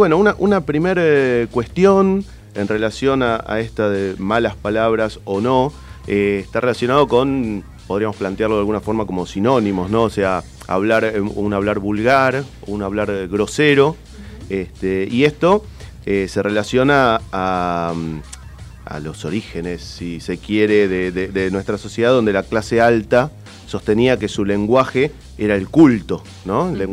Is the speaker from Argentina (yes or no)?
yes; Argentina; somos argentinos y a mucha honra.